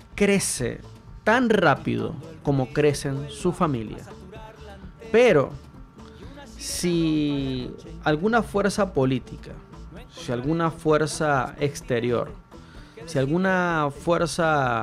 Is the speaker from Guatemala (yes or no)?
no; Venezuela; now in Chile; traigo a colación mi país, Venezuela, que una de las cosas que lamentablemente trajo el socialismo en mi país, en el caso de mi país fue el socialismo, aquí se la adjudica a la derecha, aquí en Chile.